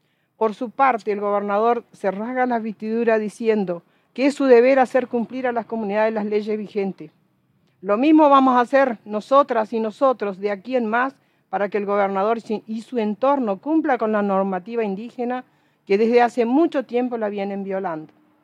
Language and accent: Spanish; Río Negro, Argentina; Soy de la comunidad La Huayteca, acá en las parajes del Foyel. Y además soy la Huerquén del Parlamento Mapuche de Río Negro